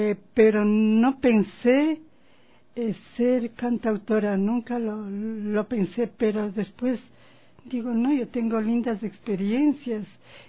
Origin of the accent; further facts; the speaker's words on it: Baños, Tungurahua, Ecuador; En mis presentaciones yo siempre paso los videos de mi tierra, que es Baños de Tungurahua y también de Ambato.